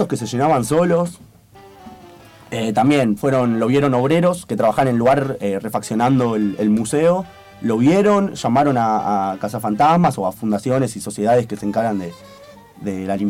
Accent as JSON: {"language": "Spanish", "country": "Argentina", "said": "Somos argentinos, somos egoístas."}